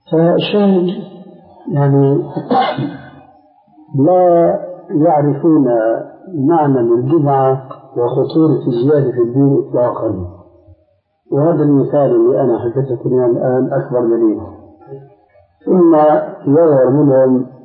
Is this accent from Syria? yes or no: yes; Syria; عندنا في الشام أنه التقى سوري مغربي في مجلس